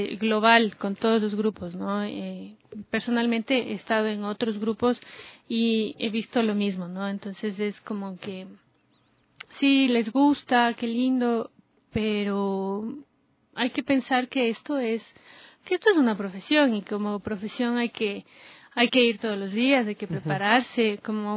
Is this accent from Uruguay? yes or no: no; Ecuador; esta obra que tiene mucho de lo que somos los ecuatorianos